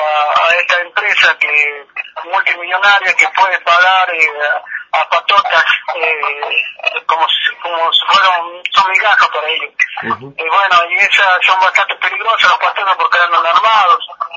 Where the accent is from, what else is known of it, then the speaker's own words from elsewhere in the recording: Argentina; para que podamos defendernos como argentinos